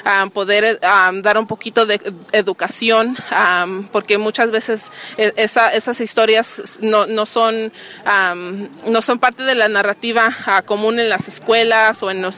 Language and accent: Spanish; Santa Ana, California, United States; Yo creciendo aquí en Santa Ana, llegué aquí en 1999, aquí crecí en Downtown, que es en la... crecí en la Santa Ana Boulevard y la Minter.